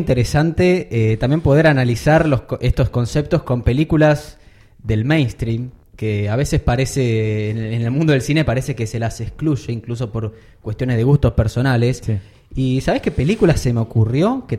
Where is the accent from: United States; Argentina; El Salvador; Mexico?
Argentina; Está bueno verla como argentino.